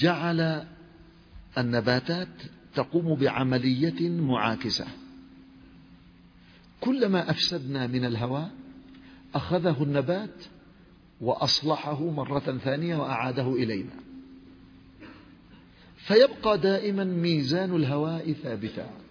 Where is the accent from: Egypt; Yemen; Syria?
Yemen; حصل حادث مؤلم في بلادي اليمن.